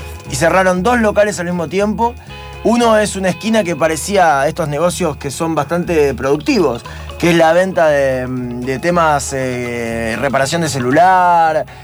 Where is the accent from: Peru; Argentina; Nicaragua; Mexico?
Argentina; Buenos Aires; como somos los porteños